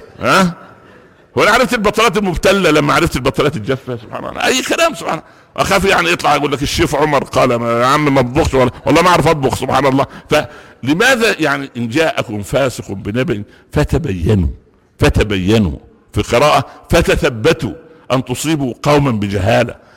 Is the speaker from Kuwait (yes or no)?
no; Egypt; فانما هداياتنا جميعا كمصريين في ميزان